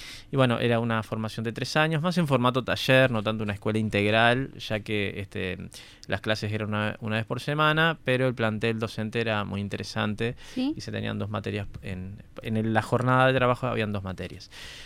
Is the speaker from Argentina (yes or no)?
no; San José, Uruguay; Como recién dije, soy oriundo de San José.